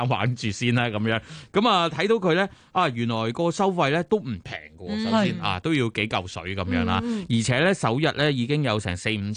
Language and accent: Cantonese; Hong Kong; 即係作为香港人你真係会入去玩咩咁样。